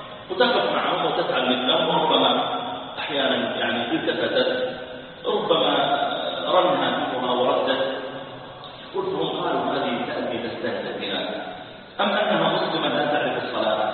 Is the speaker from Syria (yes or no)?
no; Saudi Arabia; قلت انا ترى تصديق كبير عندنا في السعوديه